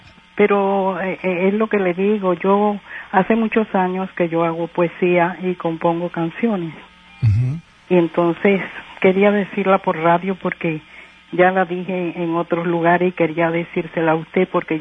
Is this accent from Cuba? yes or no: yes; Cuba; moved away; Yo soy cubana.